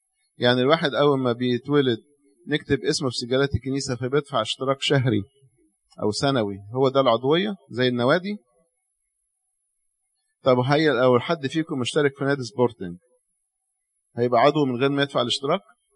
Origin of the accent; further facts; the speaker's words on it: Cairo, Cairo Governorate, Egypt; ده احنا عندنا في القاهرة